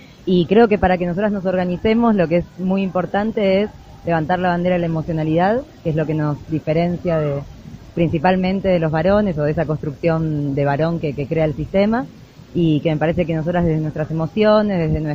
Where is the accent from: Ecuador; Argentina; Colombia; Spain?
Argentina; southern Argentina; soy del sur de Argentina